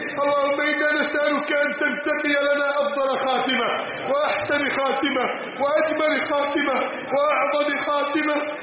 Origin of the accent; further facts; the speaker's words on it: Egypt; واجعل بلدنا مصر آمنة مطمئنة